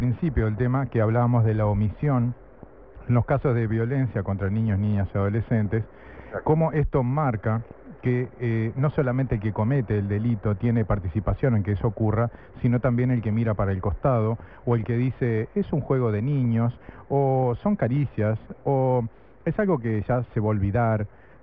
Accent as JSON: {"language": "Spanish", "region": "Maldonado", "country": "Uruguay", "tie": "born or raised there", "said": "nacido y criado en Maldonado"}